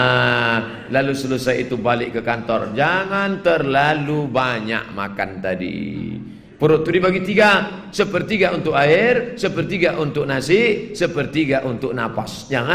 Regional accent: Java, Indonesia; Saya bukan orang Minangkabau, saya orang Jawa Pak Ustaz. Pakai bahasa Jawa.

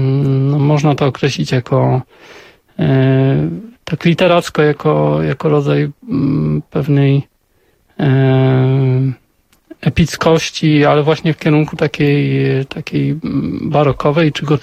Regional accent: northern Poland, Poland; Wychowywałem się na północy Polski, nie mam żadnych kontaktów rodzinnych z tamtymi rejonami.

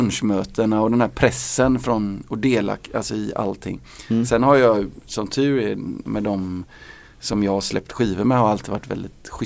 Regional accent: Gothenburg, Västra Götaland County, Sweden; när jag var liten i Göteborg på 80-talet så stängde krogarna väldigt tidigt

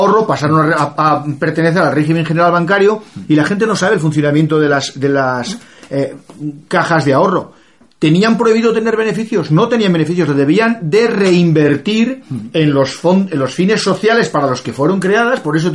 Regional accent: Spain; a mí como español no me dice nada

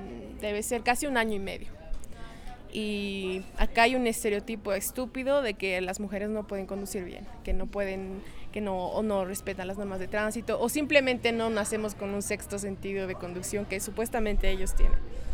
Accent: La Paz, Bolivia; now in Cochabamba, Bolivia; tengo 22 años, soy de La Paz, Bolivia, pero vivo en Cochabamba.

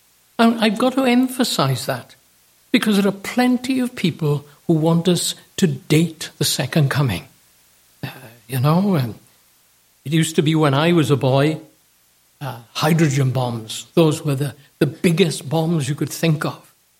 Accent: United States; We Americans, and I say we because I am an American, know nothing about kings and queens.

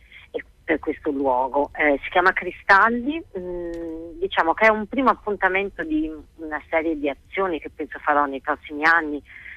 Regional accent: Bologna, Emilia-Romagna, Italy; Per fortuna noi siamo di Bologna, lo spazio è Bologna

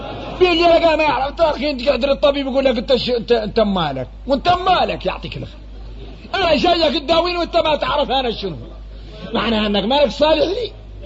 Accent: Mauritania; نحن موريتاني

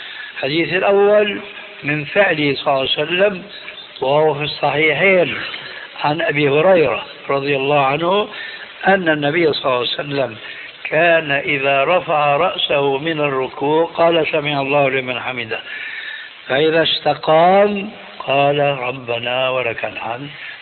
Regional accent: Damascus, Damascus Governorate, Syria; إماما عندنا في دمشق كان يصلي في المسجد

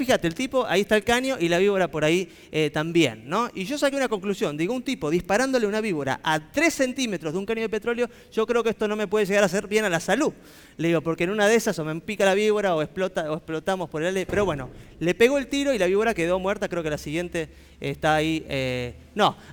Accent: Buenos Aires, Argentina; yo que nací en Buenos Aires, viví en Buenos Aires, sigo en Buenos Aires

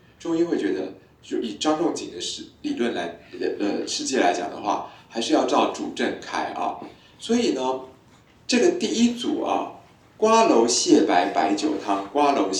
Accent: Taiwan; 我们台湾人觉得很烈的是高粱酒

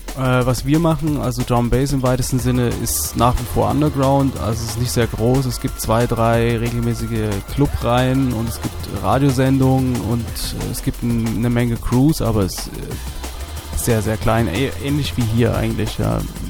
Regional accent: Dresden, Saxony, Germany; now in Frankfurt, Germany; Eigentlich bin ich Dresdner, Exil-Dresdner. Mich hat es nach Frankfurt verschlagen, eigentlich Anfang der 90er, nicht freiwillig.

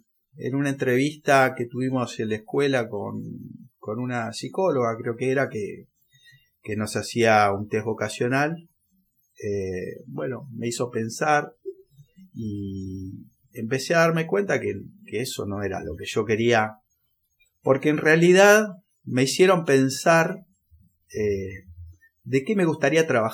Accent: Junín, Buenos Aires Province, Argentina; Yo nací en Junín, provincia de Buenos Aires. Pero bueno, igual mi vida fue repartida en tres lugares, porque viví ahí hasta los 18 años. Y ahí después me fui a estudiar a Buenos Aires.

